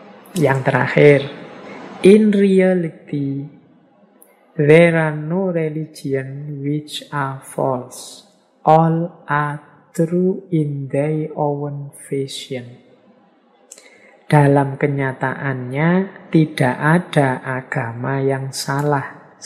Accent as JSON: {"language": "Indonesian", "region": "Special Region of Yogyakarta", "country": "Indonesia", "accent": "Jogja dialect, Javanese", "said": "Ya meskipun bahasa Inggris saya masih dialeknya dialek Jogja, dialek Jawa."}